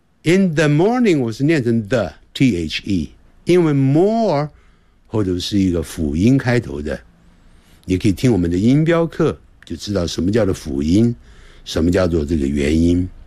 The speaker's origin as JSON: {"language": "Chinese", "country": "China", "said": "我们中国人在讲英文的时候常常呢会把英文当作中文的这个长度一样来讲，我们每一个字的中文的长度是一样的。"}